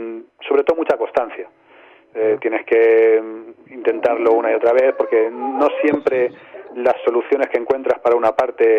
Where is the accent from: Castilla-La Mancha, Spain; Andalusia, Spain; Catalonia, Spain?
Castilla-La Mancha, Spain; Albacete; la banda, aunque somos la mayoría de Albacete